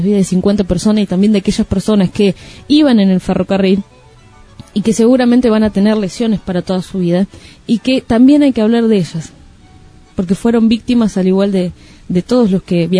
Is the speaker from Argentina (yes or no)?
yes; Moreno, Buenos Aires Province, Argentina; cada uno de nosotros somos de Moreno.